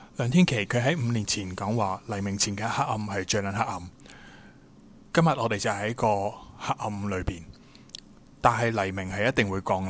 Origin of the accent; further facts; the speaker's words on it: Hong Kong; 可能会觉得我们香港人香港民族今天是未够好未够强去光复香港